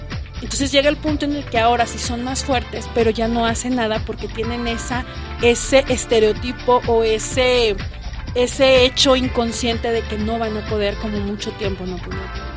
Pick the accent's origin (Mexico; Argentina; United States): Mexico; nosotros mismos subvaloramos nuestro talento, nuestro ingenio y a nosotros como mexicanos